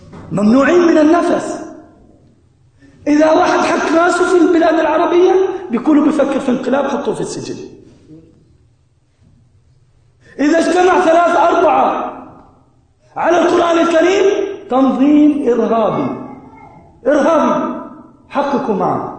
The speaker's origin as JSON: {"language": "Arabic", "country": "Palestine", "said": "أنا فلسطيني كما قال لكم الأخ"}